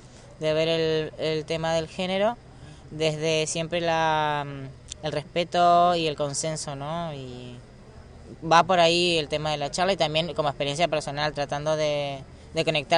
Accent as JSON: {"language": "Spanish", "country": "Argentina", "moved": "yes", "said": "yo soy de Argentina y estoy acá hace poco"}